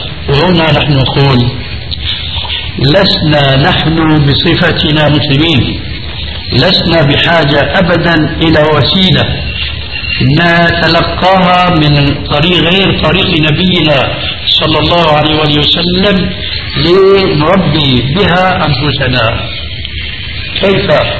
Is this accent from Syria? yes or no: yes; Syria; تلقفها بعض العامة عندنا في سوريا